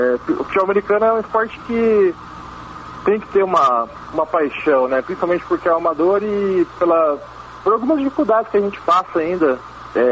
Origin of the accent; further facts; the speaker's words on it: Cascavel, Paraná, Brazil; particularmente eu e mais alguns amigos meus, nós somos de Cascavel, né?